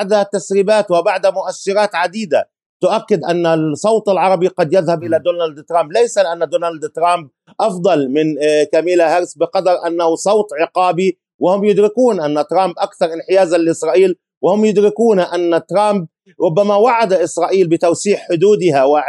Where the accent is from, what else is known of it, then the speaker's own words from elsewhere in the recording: Palestine; كفلسطينيين لا يمكننا أن نرجح الرواية الإسرائيلية